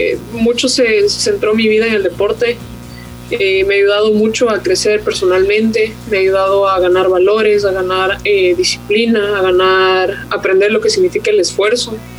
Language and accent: Spanish; Ecuador; primera y única ecuatoriana que he jugado en este circuito, y realmente me siento muy orgullosa de poder traer la bandera de mi país